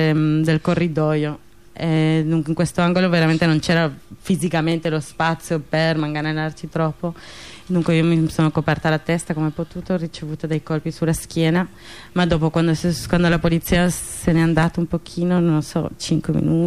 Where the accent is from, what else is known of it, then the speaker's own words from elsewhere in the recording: Spain; also born or lived in Paris; Io in realtà sono spagnola, ma vengo da Parigi.